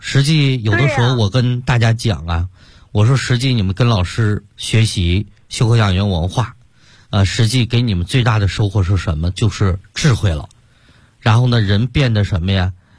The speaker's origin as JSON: {"language": "Chinese", "region": "Sichuan", "country": "China", "said": "包括现在我们四川人爱吃这个辣的"}